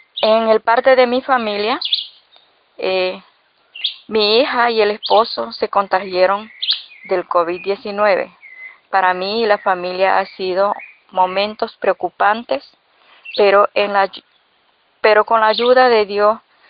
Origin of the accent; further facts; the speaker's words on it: Los Mendoza, Veraguas, Panama; soy de Los Mendoza, Distrito de San Francisco, provincia de Veraguas, República de Panamá.